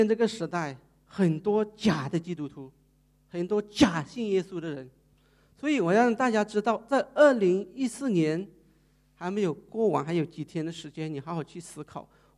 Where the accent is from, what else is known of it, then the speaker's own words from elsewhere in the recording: Thailand; Chinese is a second language; 所以我现在我去哪里我就跟他讲我是泰国来的